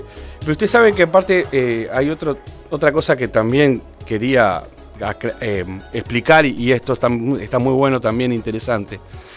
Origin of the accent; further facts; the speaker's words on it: Durazno, Uruguay; Somos todos de Durazno.